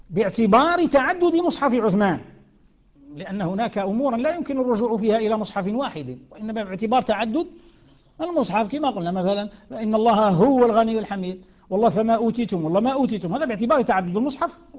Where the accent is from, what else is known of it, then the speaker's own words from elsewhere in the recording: Algeria; القيف كما يسموه عندنا في الجزائر، الوقف